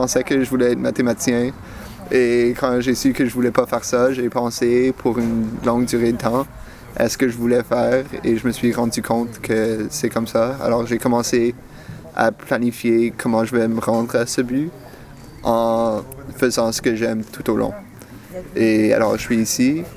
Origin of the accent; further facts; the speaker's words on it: Quebec, Canada; now in Belgium; Alors, comment je suis venu en Belgique du Québec? C'est un petit peu par hasard.